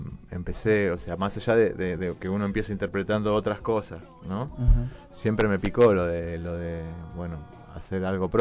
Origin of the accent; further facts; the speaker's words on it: Moreno, Buenos Aires Province, Argentina; yo soy un escritor de este barrio, soy de Moreno, me considero un músico local y súper orgulloso de serlo.